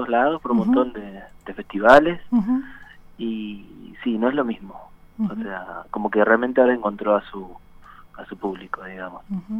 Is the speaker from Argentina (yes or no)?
yes; Bariloche, Río Negro, Argentina; moved away as an adult; desde que me fui a estudiar cine a La Plata, que salí de ahí de Bari y me vine acá.